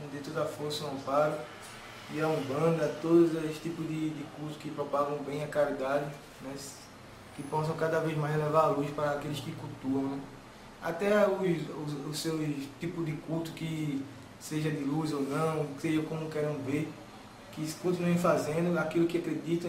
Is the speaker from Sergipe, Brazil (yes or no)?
no; Recife, Pernambuco, Brazil; Sou aqui de Recife, Pernambuco, né?